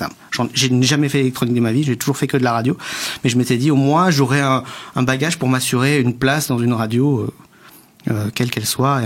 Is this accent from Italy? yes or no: no; Rodez, Occitanie, France; Je viens de l'Aveyron, je viens de Rodez. J'avais 12 ans. Et à l'époque, dans une ville comme Rodez, en gros 30 000 habitants